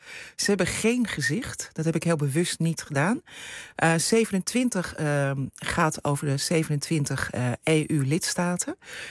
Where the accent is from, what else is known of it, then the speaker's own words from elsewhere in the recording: Netherlands; als mensen zeggen waar kom je vandaan, dan zeg ik kom uit Nederland.